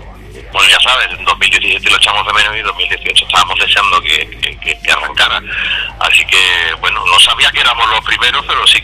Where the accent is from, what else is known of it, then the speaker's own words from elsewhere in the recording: Cádiz, Andalusia, Spain; nosotros somos de Cádiz, pero tenemos muchos y muy buenos amigos en Sevilla.